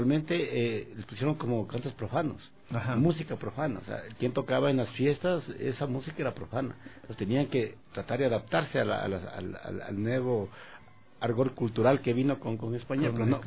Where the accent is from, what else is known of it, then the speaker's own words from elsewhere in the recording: Quito, Pichincha, Ecuador; y yo soy de Quito, pero yo fui a vivir allá a los 15 años en Conocoto y viví la mayoría de mi vida en Conocoto.